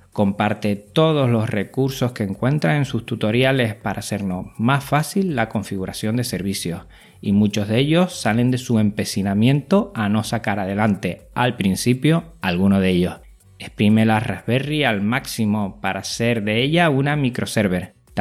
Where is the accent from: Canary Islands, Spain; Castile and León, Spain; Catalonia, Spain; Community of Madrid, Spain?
Canary Islands, Spain; soy canario y eso se nota.